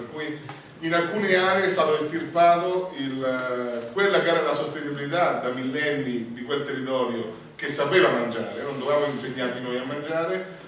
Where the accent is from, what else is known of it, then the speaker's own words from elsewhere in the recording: Umbria, Italy; Io sono umbro, produzione di olio